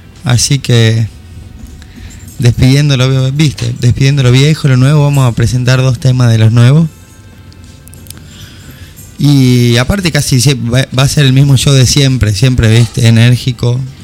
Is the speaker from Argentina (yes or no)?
yes; Jujuy, Argentina; De Jujuy.